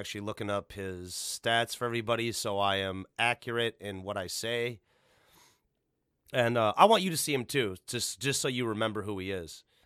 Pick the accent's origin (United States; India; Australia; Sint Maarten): United States; Illinois; But I was from Illinois originally. Outside of, you know, not being born in this country.